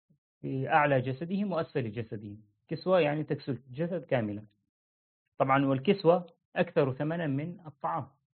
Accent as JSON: {"language": "Arabic", "country": "Syria", "said": "ولسه في عندنا في سوريا في عرف هكذا عند الناس"}